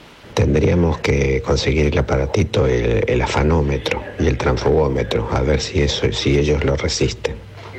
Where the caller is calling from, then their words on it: Castelar, Buenos Aires Province, Argentina; de Castelar.